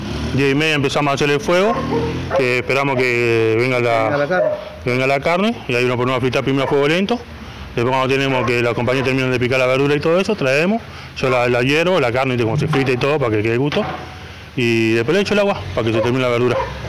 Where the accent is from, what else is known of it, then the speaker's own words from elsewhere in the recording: Montevideo, Uruguay; Yo soy de Misenilco. Misenilco sería donde está la refinería ANCAP.